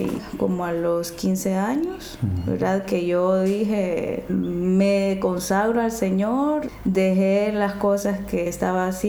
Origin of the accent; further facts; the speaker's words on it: Lima, Peru; Soy limeña.